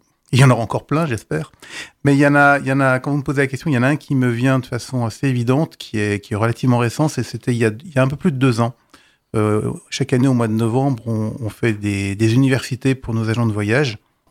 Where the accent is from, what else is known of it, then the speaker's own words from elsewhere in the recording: Neufchâteau, Grand Est, France; Moi, je suis de Neufchâteau dans les Vosges.